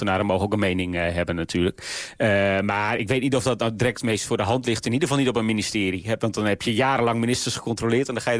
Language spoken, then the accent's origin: Dutch; Groningen, Netherlands; nou ik kom zelf uit Groningen zoals u weet